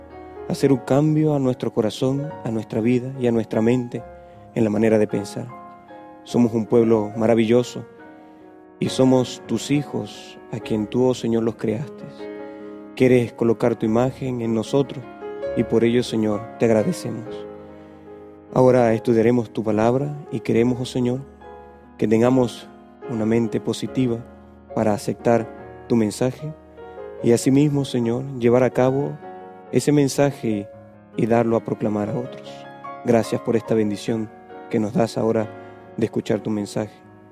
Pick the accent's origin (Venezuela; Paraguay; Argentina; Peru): Venezuela; los maracuchos, popularmente diríamos nosotros en Venezuela, los zulianos, a los que viven en Maracaibo. No soy de Maracaibo, pero estuve un tiempo allá